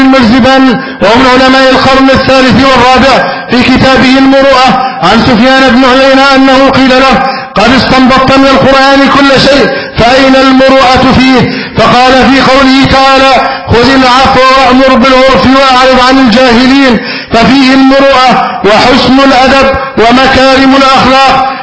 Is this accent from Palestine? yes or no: no; Egypt; اللهم احفظ بلدنا مصر أمنا أمانا